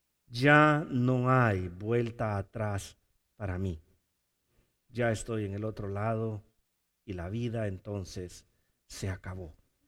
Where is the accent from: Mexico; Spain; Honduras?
Honduras; now in United States; como nosotros venimos de Honduras, y pasamos la frontera